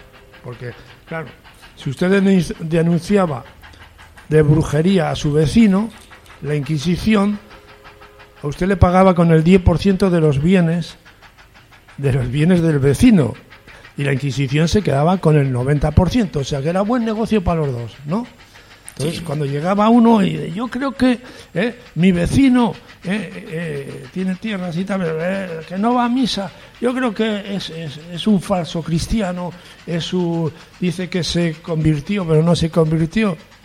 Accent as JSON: {"language": "Spanish", "town": "Medina de Pomar", "region": "Castile and León", "country": "Spain", "said": "Y yo digo, ¿y por qué mi pueblo se llama Medina de Pomar?"}